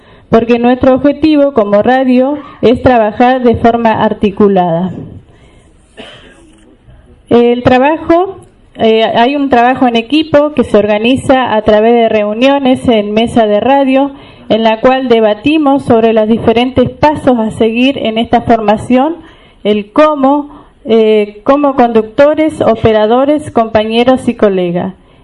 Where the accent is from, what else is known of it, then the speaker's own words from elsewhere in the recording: Junín de los Andes, Neuquén, Argentina; soy de Junín de los Andes y del departamento Huiliche.